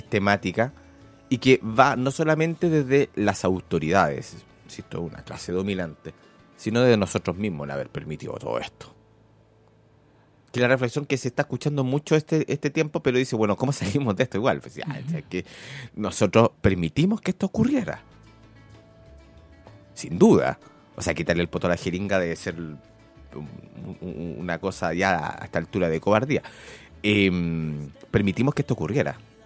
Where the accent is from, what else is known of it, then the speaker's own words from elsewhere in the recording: Argentina; Yo me crié en la Argentina porque me salvaron.